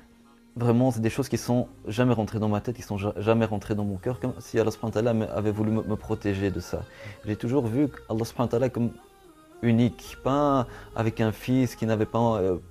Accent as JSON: {"language": "French", "country": "Belgium", "tie": "born or raised there", "said": "Je suis belge, d'origine belge, j'ai 32 ans et toujours grandi, vécu en Belgique. Et je suis, alhamdoulilah, par la grâce de Allah subhanahu wa ta'ala, je suis rentré dans l'islam à l'âge de 19 ans en 2001."}